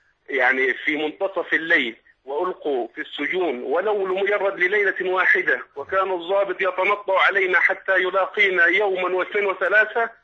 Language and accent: Arabic; Aswan, Aswan Governorate, Egypt; من اسوان، خطيب وزاره الاوقاف.